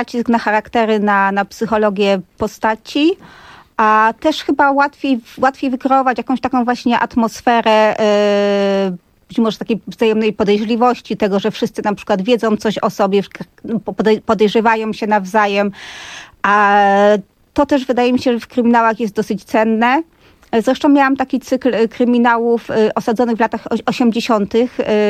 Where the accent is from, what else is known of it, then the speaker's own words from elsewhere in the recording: Katowice, Silesian Voivodeship, Poland; To jest w ogóle zabawne, bo ja jestem z Katowic, czyli z dużego miasta